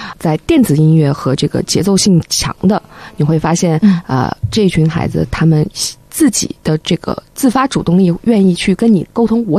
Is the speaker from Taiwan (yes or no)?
no; Yunnan, China; 就是因为我来自云南啊